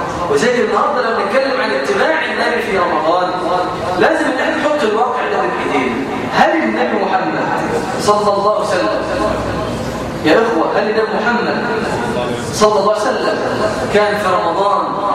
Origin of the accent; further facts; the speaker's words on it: Egypt; عيب عيب في حق هنا كمصريين